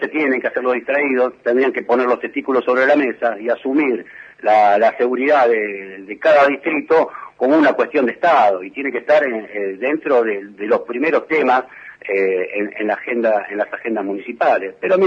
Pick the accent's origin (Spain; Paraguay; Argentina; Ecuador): Argentina; Moreno, Buenos Aires Province; mi patria chica, que es Moreno, siempre lo voy a llevar en mi corazón